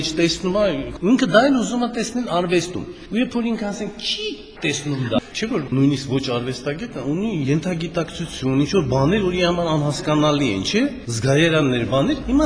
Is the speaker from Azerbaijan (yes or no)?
yes; Nagorno-Karabakh, Azerbaijan; ես ծագումով Ղարաբաղցի եմ